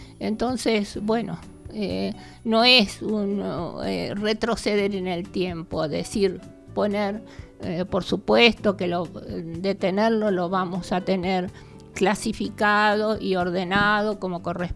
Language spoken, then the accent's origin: Spanish; Capilla del Monte, Córdoba, Argentina; born there; casi todos somos nacidos aquí en Capilla del Monte